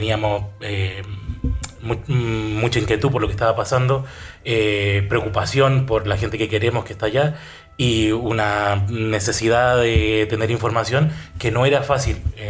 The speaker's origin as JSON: {"language": "Spanish", "country": "Chile", "moved": "yes", "lives_now": "Spain", "said": "yo soy chileno, pero llevo viviendo en España hace casi 15 años."}